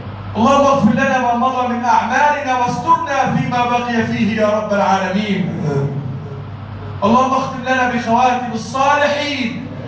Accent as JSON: {"language": "Arabic", "country": "Egypt", "said": "اجعل بلدنا مصر بلدا آمنا وسائر بلاد المسلمين يا رب العالمين"}